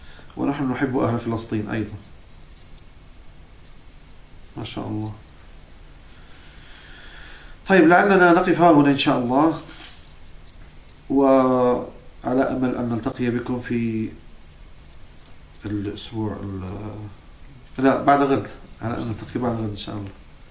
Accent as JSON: {"language": "Arabic", "country": "Morocco", "said": "نعم أنا من المغرب، أنا مغربي شامي حجازي."}